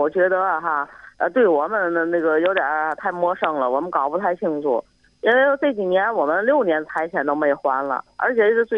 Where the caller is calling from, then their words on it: Tianjin, China; 啊，我来自天津。